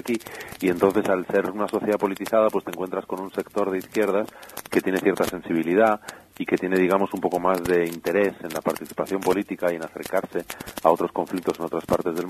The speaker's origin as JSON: {"language": "Spanish", "region": "Basque Country", "country": "Spain", "tie": "born or raised there", "said": "ahora que estoy otra vez en mi tierra, en el País Vasco"}